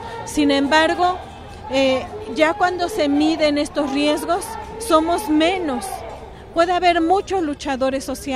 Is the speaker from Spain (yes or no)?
no; Mexico; somos muchos mexicanos, muchas mexicanas que estamos en las calles